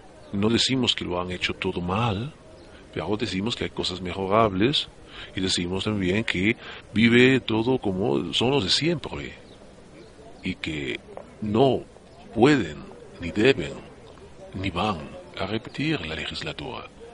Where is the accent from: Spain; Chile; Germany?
Germany; yo, como usted acaba de decir, vengo de Alemania. Son muchos años viviendo allí